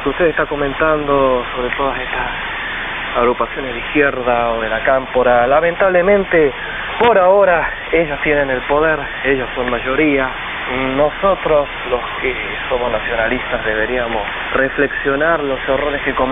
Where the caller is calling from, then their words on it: Ramos Mejía, Buenos Aires Province, Argentina; de Ramos Mejía.